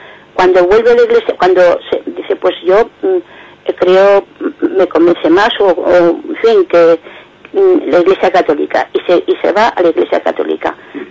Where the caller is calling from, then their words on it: Zaragoza, Aragon, Spain; de Zaragoza.